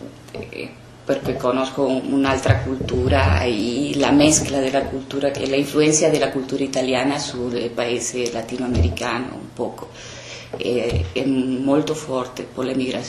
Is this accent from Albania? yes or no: no; Argentina; dell'Argentina, però il mio nonno è venuto da Svizzera all'Argentina. Diciamo che sono una seconda generazione che ritorna alla Svizzera.